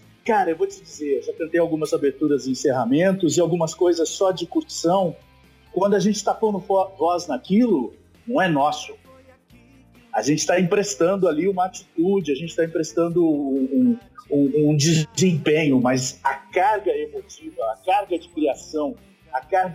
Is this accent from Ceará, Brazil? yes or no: no; Ribeirão Preto, São Paulo, Brazil; na minha adolescência em Ribeirão Preto, que eu sou de lá, né?